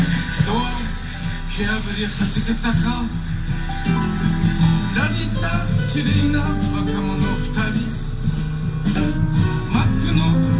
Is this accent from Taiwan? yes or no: yes; Taiwan; 跟他介绍说我是台湾来的这样。